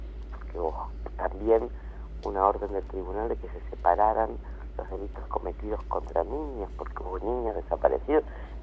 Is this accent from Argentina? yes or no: yes; Argentina; sino de orgullo como argentina